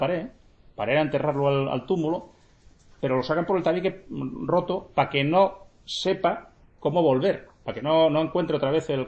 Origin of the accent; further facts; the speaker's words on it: Gijón, Asturias, Spain; born there; nací en Sixón, pero la familia mía es toda de Salas, de Grau y Tineu. Y tuve la suerte de tener una pata en un lado y otra en otro.